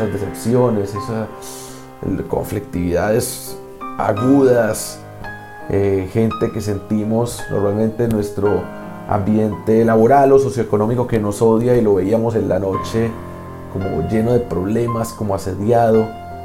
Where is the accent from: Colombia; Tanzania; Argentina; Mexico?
Colombia; como colombiano, como aspirante santandereano, como antioqueño